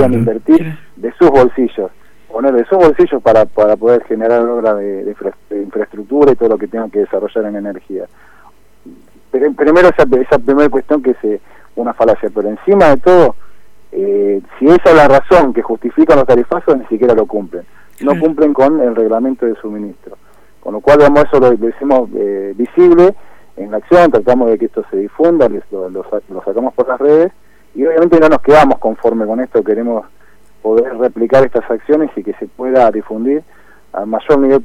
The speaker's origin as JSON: {"language": "Spanish", "town": "Moreno", "region": "Buenos Aires Province", "country": "Argentina", "said": "Yo soy de Moreno"}